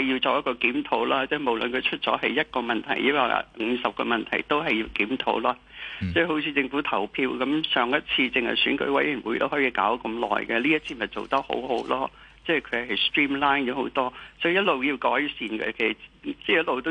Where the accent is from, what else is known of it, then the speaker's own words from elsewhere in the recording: Hong Kong; 是除了我們香港人自己很關心呢